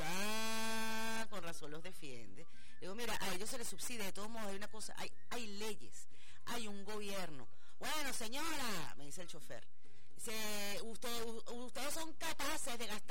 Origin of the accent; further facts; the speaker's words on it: Venezuela; Yo soy una pobre venezolana de a pie.